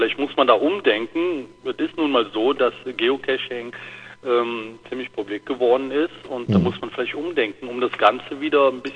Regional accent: North Rhine-Westphalia, Germany; Wir haben hier direkt einen Kreis Aachen, wo ich herkomme, und angrenzend direkt den Kreis Düren.

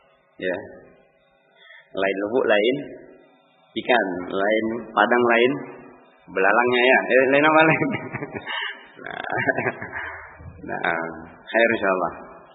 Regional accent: Sumatra, Indonesia; Kami orang Sumatera dulu dapat kayak gitu.

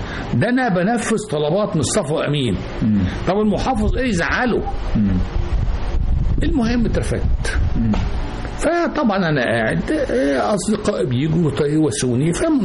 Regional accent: El-Qanayat, Sharqia Governorate, Egypt; انا من الشرقية بلد اسمها القنيات

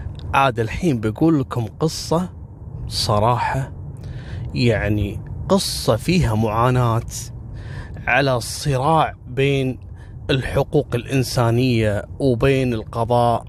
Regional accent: Kuwait; حتى احنا عندنا في الخليج وفي الكويت كنا نتابع القضية هذه

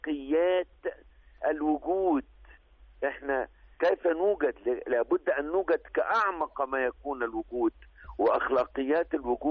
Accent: Egypt; في أي إنسان عندنا في مصر

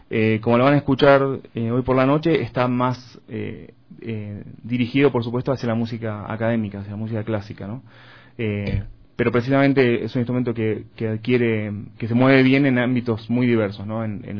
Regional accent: Buenos Aires Province, Argentina; Bueno, soy de esa zona. No soy porteño específicamente, porque se le suele decir porteños a los que nacieron en la capital federal, ¿no? En la Ciudad Autónoma de Buenos Aires. Pero soy de muy cerca

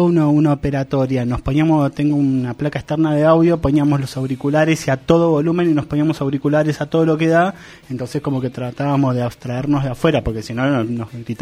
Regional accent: Argentina; born there; yo soy bostero, no soy argentino. Nací en Argentina

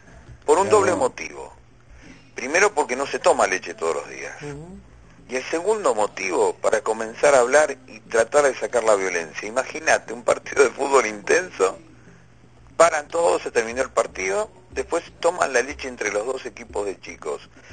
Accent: Santa Fe, Argentina; de donde vengo, de Vera, que era el departamento, casi te diría la base de sustentación de la forestal en su momento.

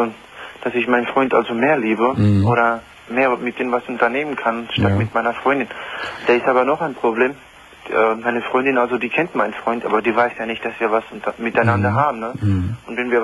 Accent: North Macedonia; also born or lived in Italy; ich bin ja im Islam, ne? Ich bin sozusagen in Italien geboren, aber ich bin in Ex-Jugoslawien aufgewachsen, in Mazedonien, ne? Ich bin halber Mazedoner, ne?

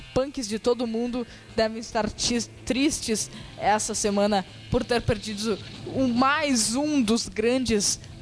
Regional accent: Rio Grande do Sul, Brazil; born there; nascemos no Rio Grande do Sul, temos que curtir isso

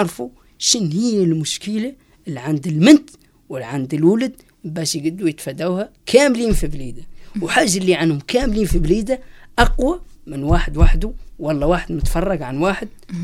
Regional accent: Western Sahara; احنا مجتمع صحراوي في مخيمات اللاجئين

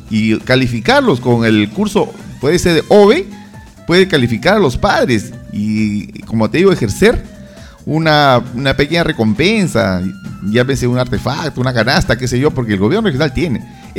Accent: Peru; Esto no es una guerra, señores, somos todos peruanos.

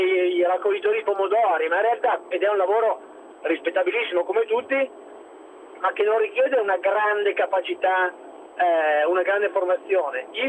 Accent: Milan, Lombardy, Italy; sono di Milano, milanese

